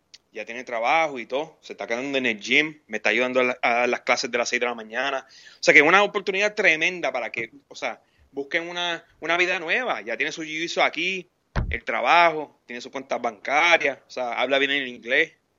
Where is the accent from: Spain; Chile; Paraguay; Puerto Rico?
Puerto Rico; moved away; desde que salí de Puerto Rico, pues yo quería proveer un servicio a mi gente